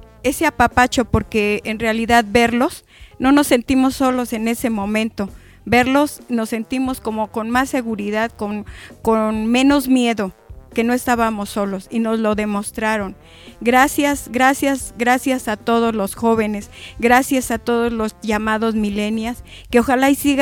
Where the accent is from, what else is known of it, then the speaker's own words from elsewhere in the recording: Mexico; como decimos aquí en México, las chinguiñas, que vea cómo somos los mexicanos